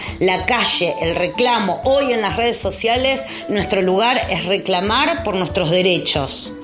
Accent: Buenos Aires, Argentina; de Buenos Aires, Argentina

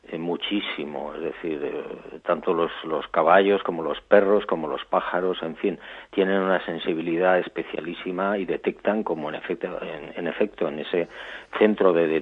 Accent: Barbate, Andalusia, Spain; ya estoy planteando seriamente la posibilidad de regresar a mi pueblo, a Barbate, a mi playa

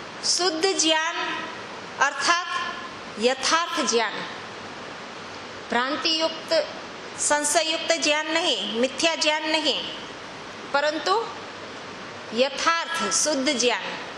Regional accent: Junagadh, Gujarat, India; अभी मैं जूनागढ़ की रहने वाली हूँ, वहाँ गिरनार पर्वत है, उसकी परिक्रमा होती है।

